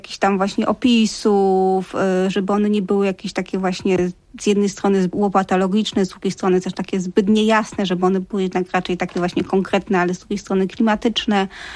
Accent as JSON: {"language": "Polish", "region": "Silesian Voivodeship", "country": "Poland", "said": "bo ja jestem w ogóle ze Śląska."}